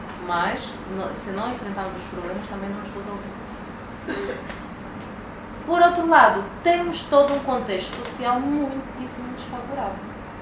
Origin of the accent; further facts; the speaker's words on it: Angola; nós como angolanos ainda não nos reconciliamos.